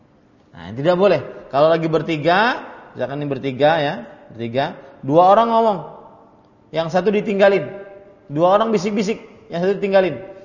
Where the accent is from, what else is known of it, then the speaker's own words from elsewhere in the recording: South Kalimantan, Indonesia; Kemudian kita orang Banjar naik bertiga ataupun berdua. Kemudian kita ngobrol-ngobrol dengan bahasa Banjar.